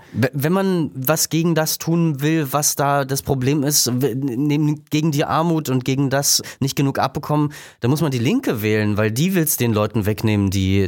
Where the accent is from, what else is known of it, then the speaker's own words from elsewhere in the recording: Saxony, Germany; ich bin aus Sachsen